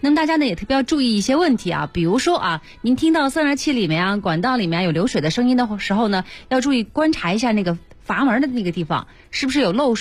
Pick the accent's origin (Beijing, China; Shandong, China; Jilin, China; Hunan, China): Beijing, China; 咱们北京人啊